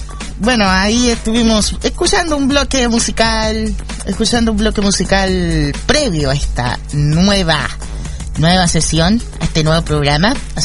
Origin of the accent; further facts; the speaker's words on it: Tomé, Biobío, Chile; Me presento también, soy de Tomé, octava región de Chile, donde no se sintió casi ninguno de los terremotos que han pasado.